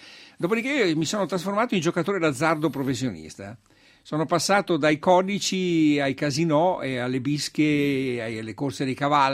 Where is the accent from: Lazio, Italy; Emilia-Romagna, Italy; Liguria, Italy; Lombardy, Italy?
Lombardy, Italy; Varese; io sono di Varese naturalmente.